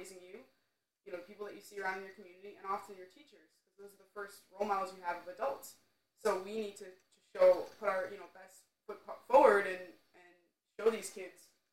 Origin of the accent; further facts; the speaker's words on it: New York, United States; And I've been growing up in New York, in the suburb of New York City.